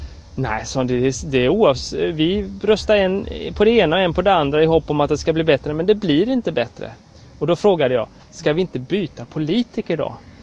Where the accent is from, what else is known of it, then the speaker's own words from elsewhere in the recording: Växjö, Kronoberg County, Sweden; samma där jag kommer från Växjö